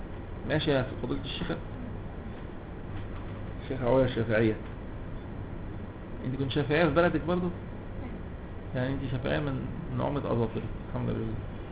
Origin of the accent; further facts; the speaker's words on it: Cairo, Cairo Governorate, Egypt; born there; انا قاهري مولد والمنشا